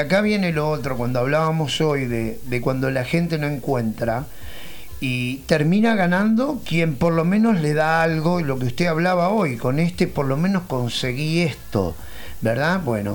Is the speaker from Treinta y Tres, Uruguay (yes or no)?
no; Montevideo, Uruguay; yo soy de Montevideo, pero acá departamentalmente pasa exactamente lo mismo